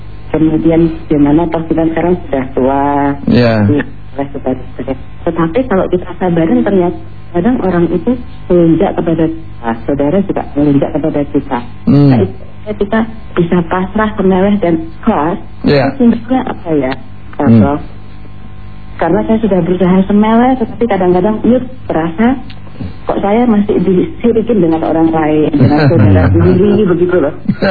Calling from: Jatibening, West Java, Indonesia; Ibu dari Jati Bening, Jakarta.

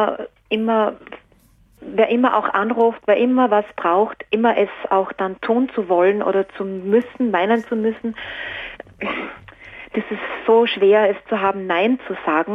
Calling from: Salzburg, Austria; Ich bin aus Salzburg oder in der Nähe von Salzburg.

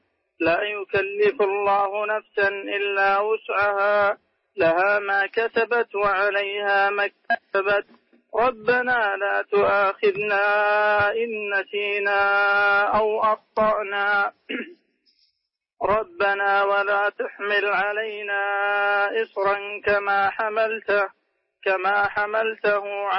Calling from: Riyadh, Riyadh Province, Saudi Arabia; من الرياض.

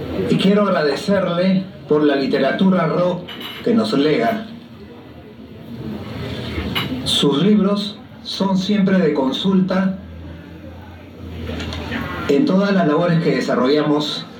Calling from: Lima, Peru; Me quiero sumar desde Lima, Perú, a este homenaje

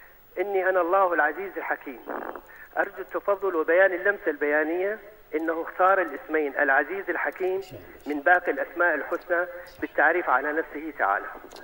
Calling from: Deir ez-Zor, Deir ez-Zor Governorate, Syria; من سوريا دير الزور.

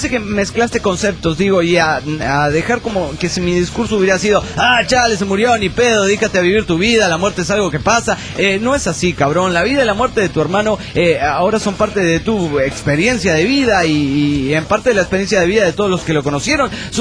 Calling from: Guadalajara, Jalisco, Mexico; de Guanatos, Jalisco, México.

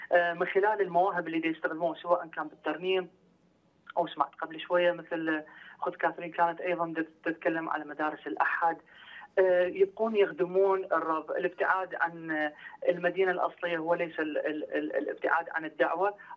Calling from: Baghdad, Baghdad Governorate, Iraq; أنا أحكي من بغداد

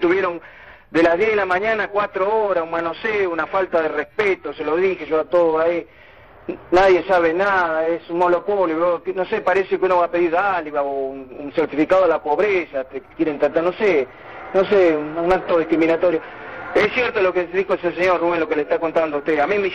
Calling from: Monte Grande, Buenos Aires Province, Argentina; yo soy de Montegrande, señora

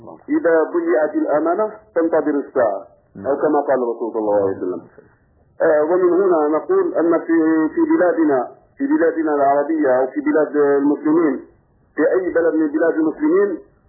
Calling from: Belgium; من بلجيكا واقول كلمتي

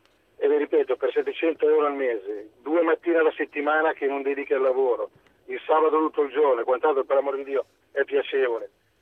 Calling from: Lombardy, Italy; voto agghiacciante anche da Lombardo.

